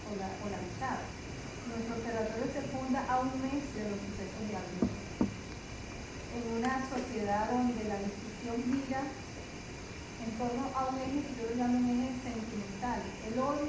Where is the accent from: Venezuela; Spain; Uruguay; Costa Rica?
Venezuela; Bueno, yo vengo de Venezuela, ¿no?